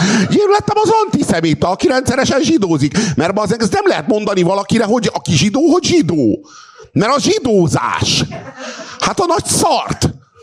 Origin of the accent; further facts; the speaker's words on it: Hungary; Bazd meg, magyar vagyok!